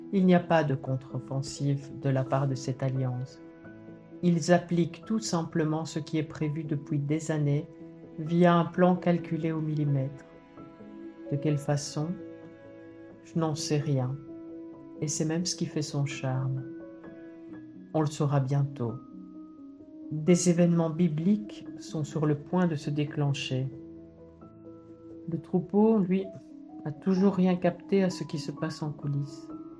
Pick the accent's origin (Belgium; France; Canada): Belgium; Et cela aura une incidence jusque chez nous en Belgique